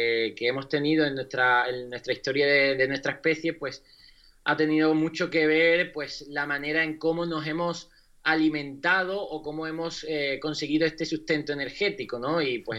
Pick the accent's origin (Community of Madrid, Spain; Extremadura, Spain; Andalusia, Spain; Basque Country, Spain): Andalusia, Spain; Huelva; Ya he hecho aquí uno este fin de semana en mi tierra, en Huelva